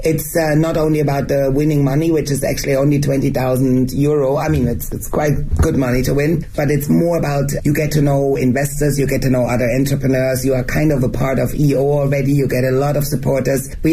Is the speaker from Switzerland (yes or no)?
yes; Switzerland; first language German; English is a second language; Even for me, being Swiss and my mother tongue is German, it's very hard to express myself in English.